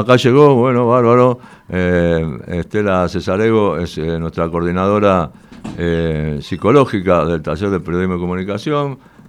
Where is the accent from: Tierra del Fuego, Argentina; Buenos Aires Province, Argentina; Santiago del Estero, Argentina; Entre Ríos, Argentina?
Buenos Aires Province, Argentina; Barracas; nosotros somos de Barracas y acá es de Barracas